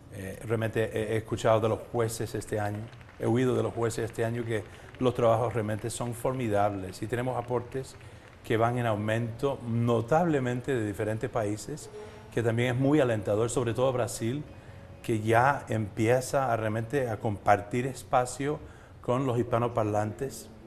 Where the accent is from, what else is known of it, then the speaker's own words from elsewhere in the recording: Cuba; Yo vengo de Cuba justamente, donde también tenemos algunos cubanos aquí, jóvenes